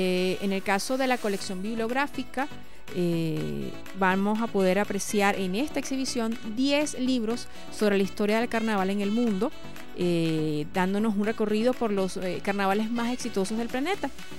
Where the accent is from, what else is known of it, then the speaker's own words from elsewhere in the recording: Venezuela; lo que somos como venezolanos